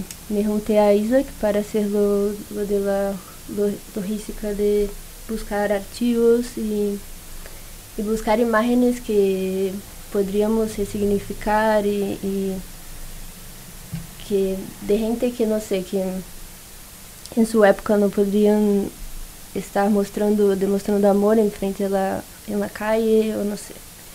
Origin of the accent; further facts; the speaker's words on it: Niterói, Rio de Janeiro, Brazil; Spanish is a second language; now in San Sebastián, Spain; soy de Brasil, Niterói, en Río de Janeiro.